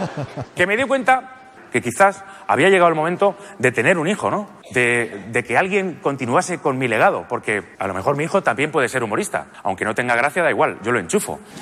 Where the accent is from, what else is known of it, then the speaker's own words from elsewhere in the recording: Albacete, Castilla-La Mancha, Spain; Porque yo soy de Albacete.